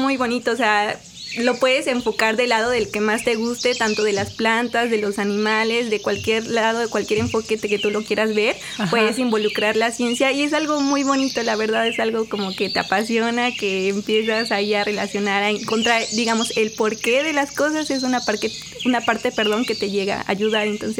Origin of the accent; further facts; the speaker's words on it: Mexico; como sabemos, pues consumimos como mexicanos mucho.